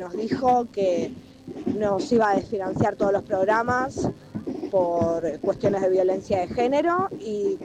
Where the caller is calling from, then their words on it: Lanús, Buenos Aires Province, Argentina; de Lanús.